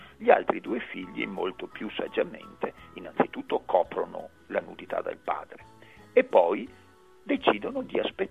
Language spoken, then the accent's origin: Italian; Veneto, Italy; accent: Venetian; una traccia profonda nel nostro dialetto del mito dell'Armenia, sono i famosi armeini, che sono le albicocche, traduciamo per chi veneto non è, e nel nostro dialetto armein, armellin significa armeno